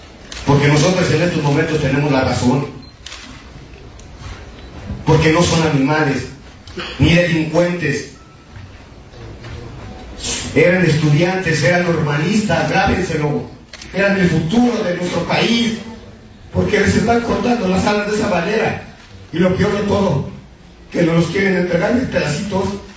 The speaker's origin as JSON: {"language": "Spanish", "region": "Tlaxcala", "country": "Mexico", "said": "Yo no soy de Guerrero, señores, yo soy de Tlaxcala."}